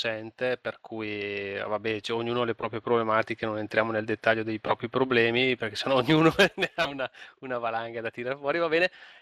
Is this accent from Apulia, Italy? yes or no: no; Brescia, Lombardy, Italy; now in Bergamo province, Italy; sono di Brescia e vivo nella provincia di Bergamo, ho 45 anni